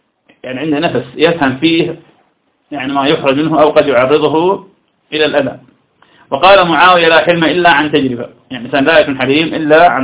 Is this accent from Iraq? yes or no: yes; Iraq; أنا أعرف شخص كان عندنا في العراق